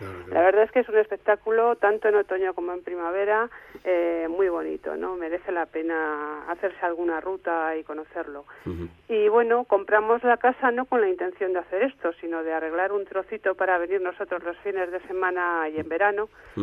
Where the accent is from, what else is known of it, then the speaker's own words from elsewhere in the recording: Madrid, Community of Madrid, Spain; now in Galicia, Spain; somos dos madrileños que huyen de la gran ciudad.